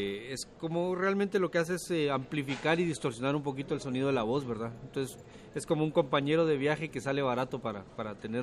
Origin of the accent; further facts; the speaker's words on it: Guatemala; yo en algún momento llegué a tener un rencor muy fuerte y muy grande hacia los medios de comunicación en mi país